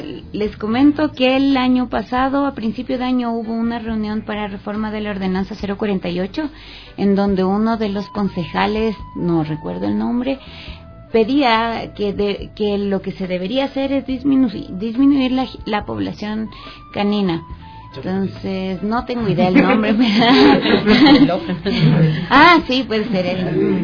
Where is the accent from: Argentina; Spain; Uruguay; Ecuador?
Ecuador; como somos buenos los ecuatorianos para echarle la culpa al otro de lo que yo no hago bien